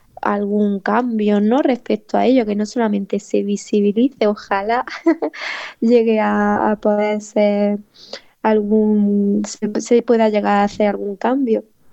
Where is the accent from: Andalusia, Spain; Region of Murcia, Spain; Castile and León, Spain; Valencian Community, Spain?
Andalusia, Spain; Granada; Porque soy de ahí de Granada, capital, de bueno, de un pueblito de por ahí, y ahí en Granada estamos ahora mucho luchando sobre el tema de la vivienda